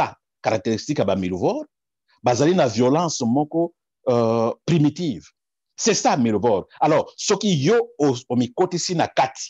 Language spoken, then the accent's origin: French; DR Congo; Je ne suis pas, je suis congolais, mais je ne suis pas professeur na Congo.